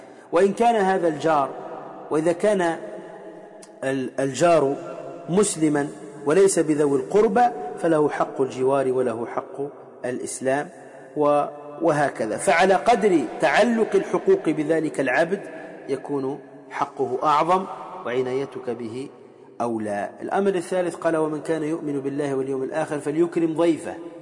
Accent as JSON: {"language": "Arabic", "country": "Tunisia", "said": "وكما يقال عندنا في تونس"}